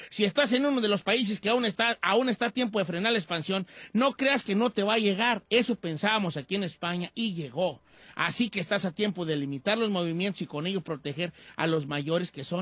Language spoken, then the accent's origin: Spanish; Mexico; Hay una cosa entre el mexicano, y lo digo porque yo soy mexicano y porque lo hago también